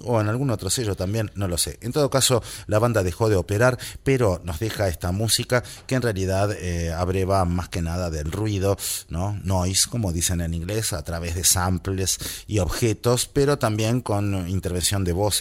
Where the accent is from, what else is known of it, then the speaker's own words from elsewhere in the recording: Argentina; Yo que vengo de Argentina, Chile me queda más cerca, pero ahora estoy aquí.